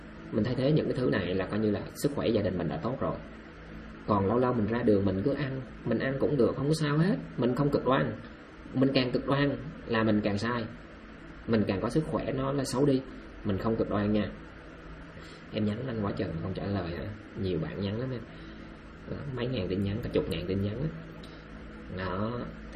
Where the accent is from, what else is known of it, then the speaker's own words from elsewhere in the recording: Đắk Lắk, Vietnam; born there; moved away; em đâu phải người miền Tây, em là người sinh ra ở Đắk Lắk và em tha phương cầu thực.